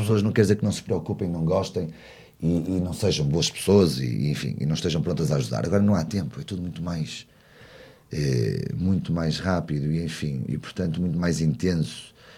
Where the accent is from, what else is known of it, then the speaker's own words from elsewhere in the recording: Porto, Norte, Portugal; nós somos do centro do Porto, todos portuenses de cidade